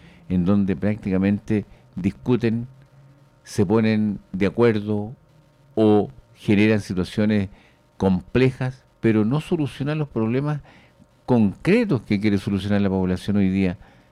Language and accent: Spanish; Chile; Pero esa es una labor básica, fundamental, como chileno